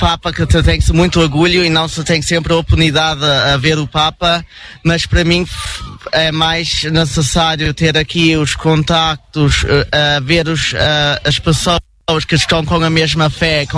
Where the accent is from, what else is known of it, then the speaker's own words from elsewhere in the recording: Aachen, North Rhine-Westphalia, Germany; nós viemos da Diocese de Aachen com mais ou menos de 50 jovens